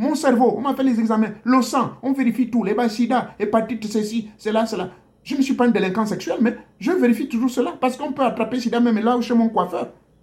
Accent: Gabon; chez moi au Gabon

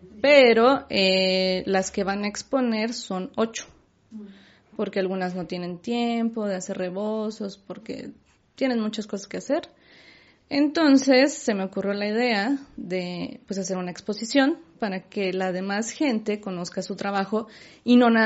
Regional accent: Mexico; somos pocos los mexicanos que hacemos cosas para ayudar a otros mexicanos

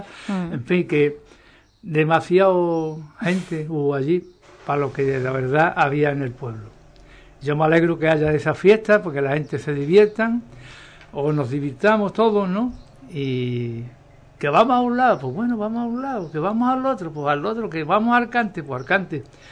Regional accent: Seville, Andalusia, Spain; Yo trabajo en Sevilla, pues mira, ahora mismo estoy en Sevilla, soy de Sevilla, ¿no?

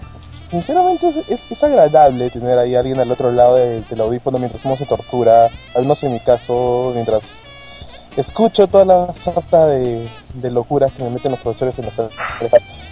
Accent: Lima, Peru; Sí, soy de Lima.

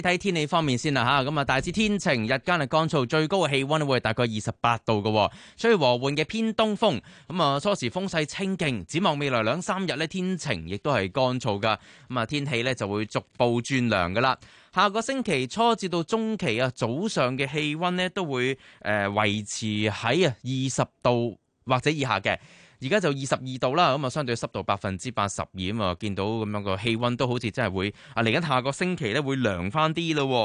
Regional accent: Hong Kong; 呢啲外國人咧都好中意去到睇，我哋香港人都好中意睇。

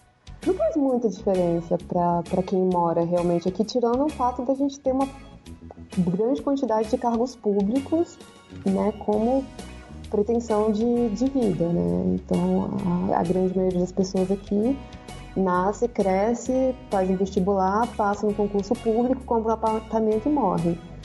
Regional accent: Brasília, Federal District, Brazil; born there; Eu primeiro que nasci em Brasília.

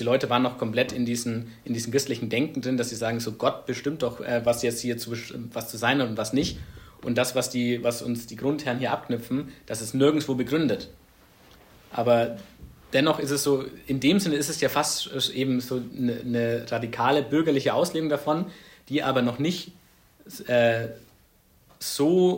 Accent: Ansbach, Bavaria, Germany; in der Region, wo ich herkomme, in Ansbach

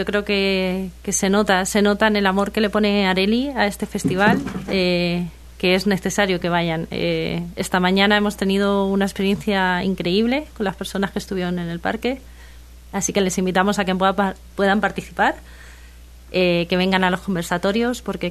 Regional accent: Alicante, Valencian Community, Spain; now in Chile; Soy de Alicante, pero también soy hija adoptiva ahora mismo de Chile. Vengo de allá también.

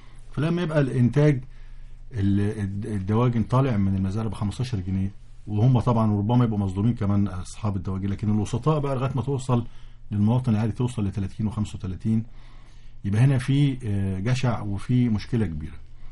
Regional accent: Egypt; إحنا كمصريين ضحك علينا فترة من الفترات

